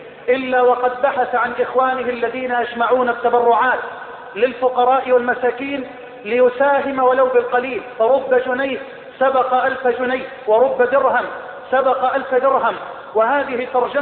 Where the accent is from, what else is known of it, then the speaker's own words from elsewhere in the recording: Egypt; اللهم اجعل بلدنا مصر واحة للأمن والأمان،